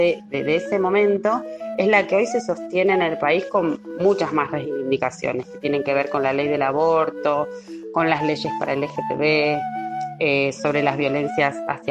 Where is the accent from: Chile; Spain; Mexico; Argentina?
Argentina; soy argentina, vivo en Buenos Aires y trabajo hace muchos años en centros comunitarios de acá del conurbano bonaerense.